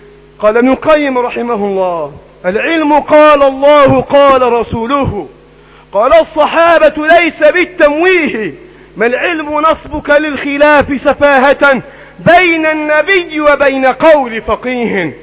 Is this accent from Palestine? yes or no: no; Egypt; اللهم احفظ بلدنا مصر